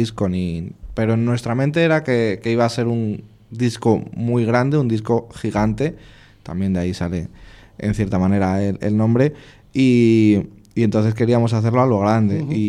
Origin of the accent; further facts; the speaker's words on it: Madrid, Community of Madrid, Spain; pues nosotros que somos de Madrid, si grabamos en Madrid, pues grabamos a las 8